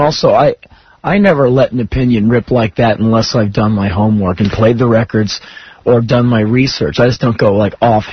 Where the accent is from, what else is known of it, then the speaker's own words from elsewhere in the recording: United States; All I have is an opinion, and I'm, as an American, like, we're not in Stalinist Russia, are we?